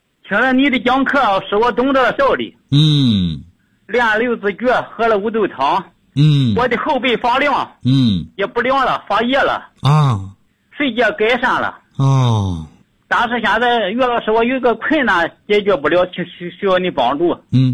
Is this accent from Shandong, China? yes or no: yes; Qingdao, Shandong, China; 我是青岛的。